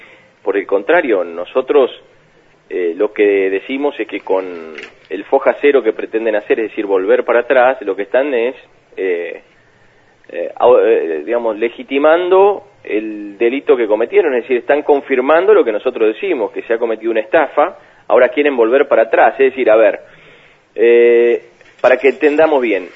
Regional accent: Beltrán, Río Negro, Argentina; en mi pueblo, en Beltrán, en mi casa, desde chiquito

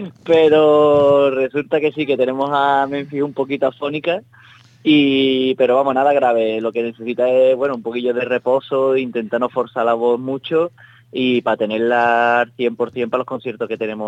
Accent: Utrera, Andalusia, Spain; La banda la fundé yo en 2007 en mi pueblo, en Utrera.

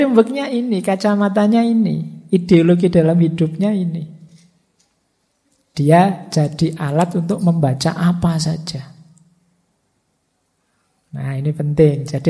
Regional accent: Padang, West Sumatra, Indonesia; born there; Saya pak kelahiran Padang. Cara berpikir saya begini, cara ekspresi saya begini

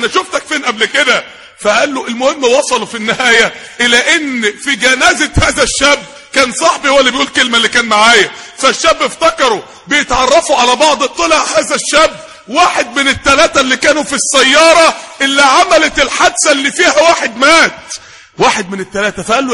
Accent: Mansoura, Dakahlia, Egypt; نقلوه على المستشفى عندنا في المنصورة في الطوارئ

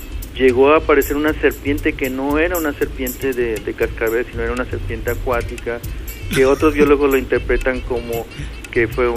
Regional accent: Mexico; de nuestra personalidad como mexicanos

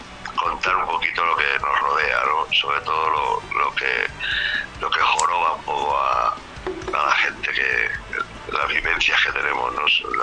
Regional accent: Madrid, Community of Madrid, Spain; Nosotros somos de Madrid capital, de un barrio obrero de las afueras emisoras de Madrid, vamos, del centro de la capital, de Extra Radio. Pero bueno, ahora ya no habitamos, ya nos hemos ido a las afueras a vivir donde se puede

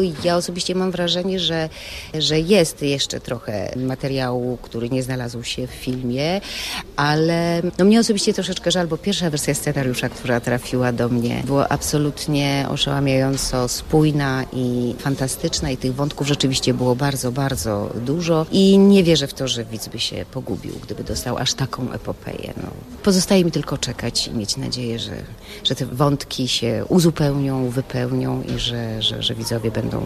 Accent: Kraków, Lesser Poland, Poland; Ja jestem aktorka prowincjonalna, bo jestem z Krakowa

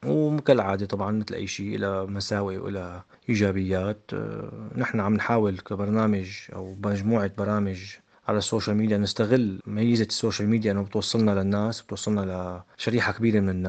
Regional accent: Syria; وسيلة تانية مهمة كتير بالنسبة لنا نحن كسوريين بالذات

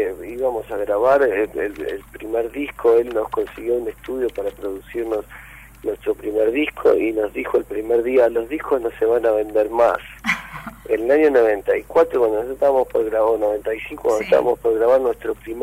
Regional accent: Mar del Plata, Buenos Aires Province, Argentina; now in Buenos Aires, Argentina; así que nos vinimos de Mar del Plata para acá

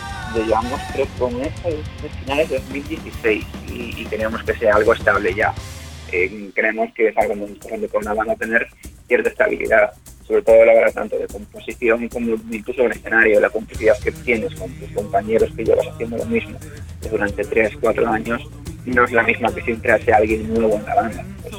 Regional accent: Galicia, Spain; son de un pueblo muy cerca de mi pueblo. Y bueno, lo que te comentaba en cuanto a la calidad de Galicia, pues si te soy sincero, supongo que estamos tan lejos que no podremos hacer más que unirnos entre nosotros

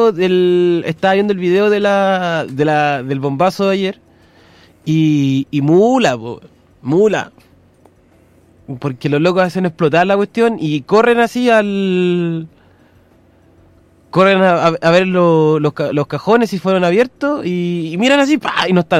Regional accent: Chile; si yo a mí alguna vez esta cagada de país me pesca y me dice tenéis que ir a la guerra porque soy chileno

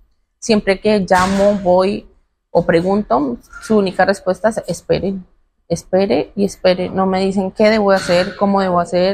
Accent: Colombia; nuestro único apoyo como colombianos que somos, son ustedes, a los cuales acudimos.

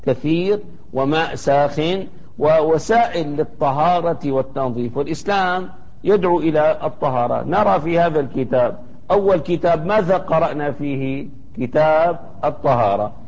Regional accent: Damascus, Damascus Governorate, Syria; كان الأمر السائد حتى في بلدتنا دمشق

